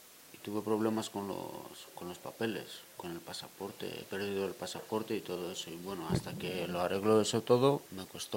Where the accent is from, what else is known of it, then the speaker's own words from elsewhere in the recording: Greece; Yo vengo de Grecia.